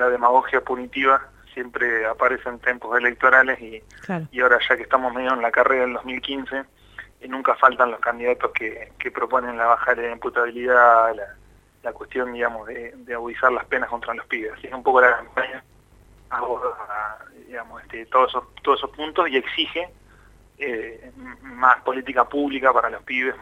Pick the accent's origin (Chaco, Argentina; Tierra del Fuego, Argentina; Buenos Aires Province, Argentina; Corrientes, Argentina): Buenos Aires Province, Argentina; Azul; yo algo que rescato de mi infancia, de mi niñez en Azul